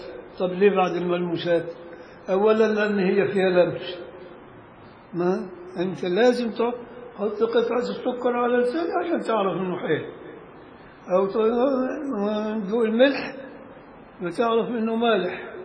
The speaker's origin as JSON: {"language": "Arabic", "country": "Egypt", "said": "عارف والله المصري شعب ذكي، مش عشان أنا مصري."}